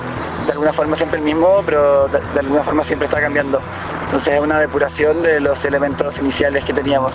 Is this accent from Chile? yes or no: yes; Chile; Somos chilenos, venimos 10 años tocando